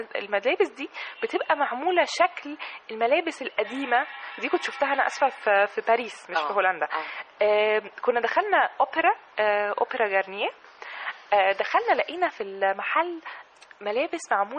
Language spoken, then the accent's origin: Arabic; Egypt; إحنا محتاجين الفنانين التشكيليين وفنانين العمارة عندنا في مصر